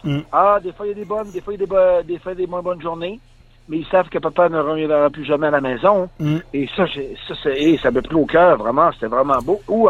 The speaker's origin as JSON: {"language": "French", "region": "Quebec", "country": "Canada", "said": "Mais contrairement à chez nous, au Lac-Saint-Jean, ces joueurs-là sont beaucoup de..."}